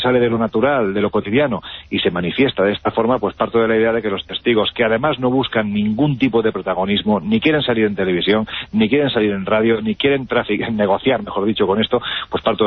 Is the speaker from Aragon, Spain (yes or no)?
no; Jaén, Andalusia, Spain; en mi tierra